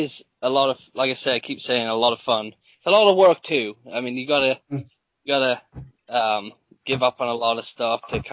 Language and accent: English; England, United Kingdom; moved away; Didn't believe that I was from England.